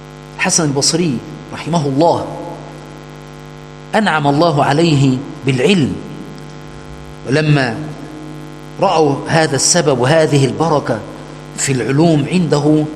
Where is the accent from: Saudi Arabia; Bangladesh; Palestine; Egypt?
Egypt; عندنا في مصر يقول دول عالم مصلحجية